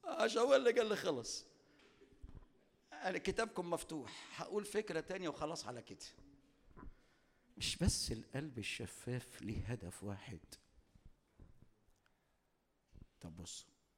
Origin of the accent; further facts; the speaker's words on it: Upper Egypt, Egypt; عندنا في الصعيد معروفة قوي الحكاية دي